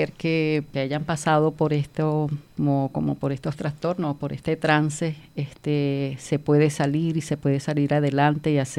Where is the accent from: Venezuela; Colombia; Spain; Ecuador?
Venezuela; moved away; Yo vengo de Venezuela.